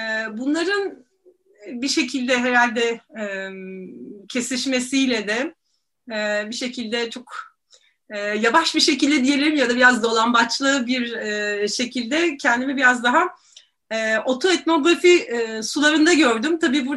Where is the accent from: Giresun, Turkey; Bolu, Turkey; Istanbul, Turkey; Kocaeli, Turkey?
Istanbul, Turkey; tabii ki İstanbulluyum ve Boğazlıyım demek isterim.